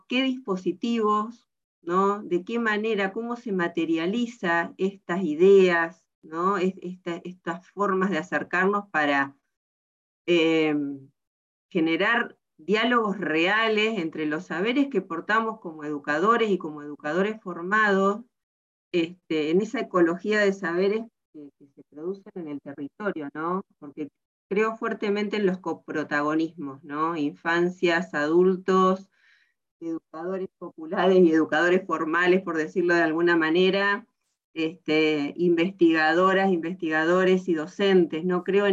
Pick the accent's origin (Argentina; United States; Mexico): Argentina; Tandil, Buenos Aires Province; Yo también soy de Tandil